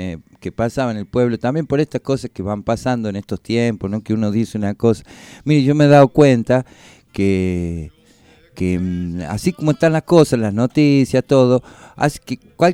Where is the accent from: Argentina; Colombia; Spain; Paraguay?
Argentina; Ay, hoy se dice, ¿qué somos los argentinos? Somos un crisol de raza, dice, ¿no?